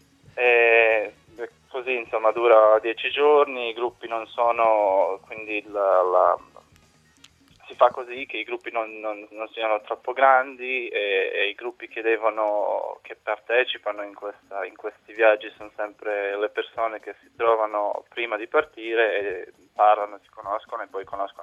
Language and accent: Italian; Prijedor, Republika Srpska, Bosnia & Herzegovina; Italian is a second language; E praticamente io sono di Priedor, io organizzo la parte mia